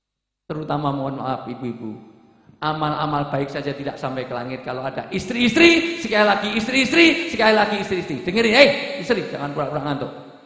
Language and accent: Indonesian; Special Region of Yogyakarta, Indonesia; saya orang desa, Bu, saya orang Jogja